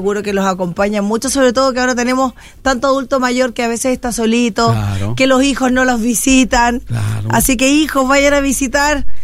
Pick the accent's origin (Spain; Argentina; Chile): Chile; Viña del Mar, Valparaíso; yo soy nacida y criada en la Quinta Región. Nací en Viña del Mar, pero también viví no solamente en Viña, también viví en Valparaíso.